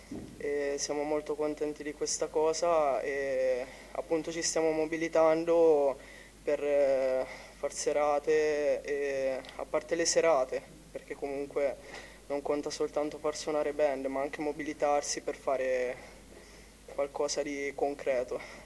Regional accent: Perugia, Umbria, Italy; io per dire vengo da Perugia

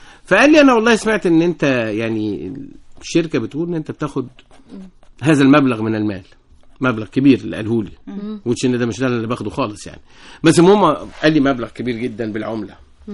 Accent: Egypt; يعني إحنا بالنسبة لنا كمصريين

